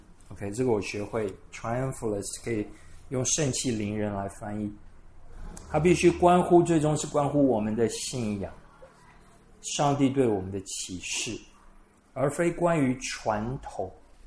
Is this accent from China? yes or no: no; Taiwan; 或者以我们台湾人说以弟兄或姐妹的身份来走天路好了